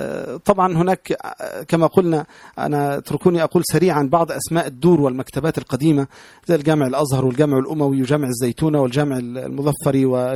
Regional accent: Tanta, Gharbia, Egypt; also born or lived in Alexandria; لان انا اصلا الاساس من طنطا وسكنت الاسكندريه

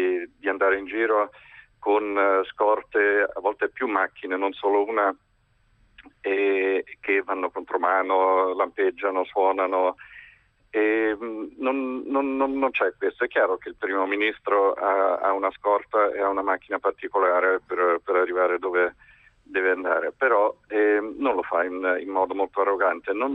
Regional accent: England, United Kingdom; Italian is a second language; now in Italy; io sono in Italia da moltissimi anni e è chiaro che essendo inglese faccio dei confronti con quello che succede nel mio paese.

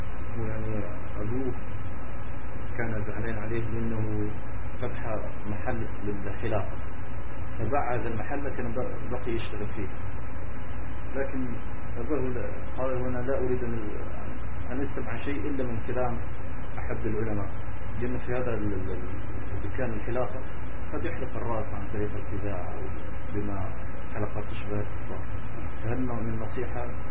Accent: Tunisia; شيخ هناك حوت عندنا في تونس بما تسمى الشلبة

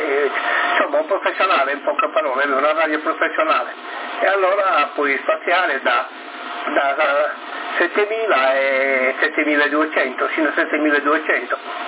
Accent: Sardinia, Italy; Tu vai a cuccia, non ti sta interrogando nessuno, che noi siamo sardi.

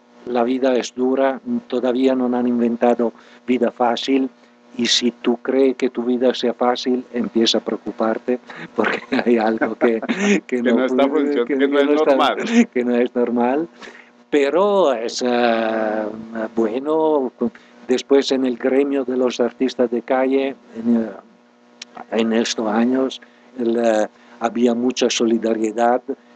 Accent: Milan, Lombardy, Italy; Spanish is a second language; moved away as an adult; yo soy de Italia, nadie es perfecto. Mi familia es de Milán, en el norte, una grande ciudad de donde me fui como una vez licenciado en matemática

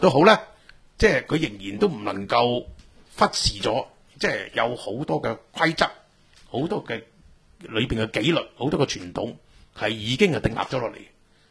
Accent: Hong Kong; 依家就系即系我哋香港人咧，真系要好醒定，睇住廉署嘅运作。

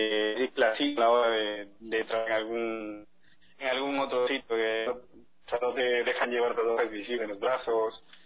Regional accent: Ecuador; moved away; Digo, sí, yo soy ecuatoriano. Muchos no se lo creen, otros sí. Por el acento, a la hora de hablar.

